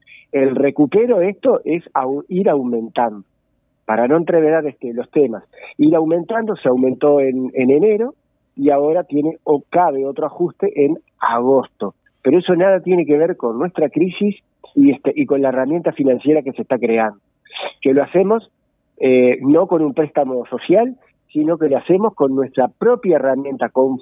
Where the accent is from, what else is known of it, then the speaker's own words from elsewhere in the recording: Uruguay; tenemos como productores uruguayos tener el gran orgullo